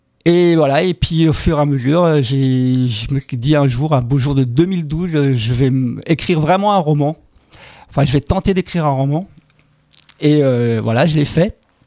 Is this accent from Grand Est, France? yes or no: yes; Grand Est, France; je viens du Bas-Rhin. Un petit village situé à 20 km à l'ouest de la capitale, Strasbourg.